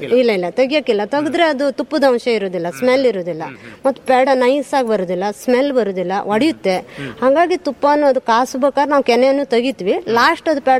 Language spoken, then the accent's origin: Kannada; Honnavar, Karnataka, India; ಹೊನ್ನಾವರದವರೇ sir. ನಾವು ಮೂಲತಃ ಅಂದ್ರೆ ನಮ್ಮನೆಯವರು ಅದ್ರ ಮುಂಚೆ ಎಲ್ಲ ಊರಲ್ಲಿ ಎಲ್ಲ ಬಾಡಿಗೆ ಇದ್ದಿದ್ರು. ಹೊನ್ನಾವರದಲ್ಲಿ ಬಾಡಿಗೆ ಇದ್ದಿದ್ರು. ನಾನು ಹೊನ್ನಾವರದವಳೆ ಮೂಲತಃ ತಾಯಿ ಮನೆ.